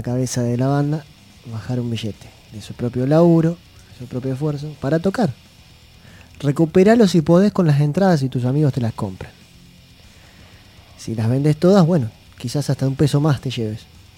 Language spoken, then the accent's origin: Spanish; La Plata, Buenos Aires Province, Argentina; de La Plata.